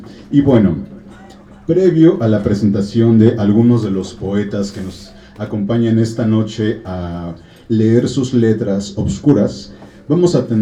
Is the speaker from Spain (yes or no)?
no; Mexico; todo lo que nos compone como mexicanos